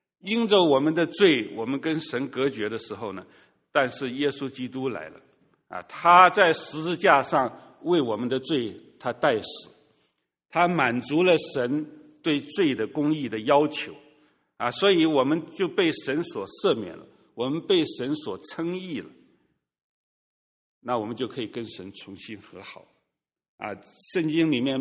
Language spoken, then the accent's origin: Chinese; China; 我们中国人说的礼尚往来，是不是啊？